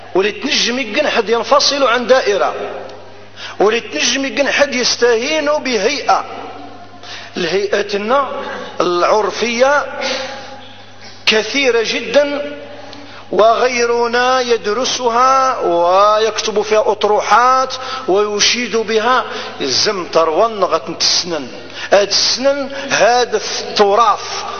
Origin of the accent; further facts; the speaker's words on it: Algeria; أنا جزائري، أنا جزائري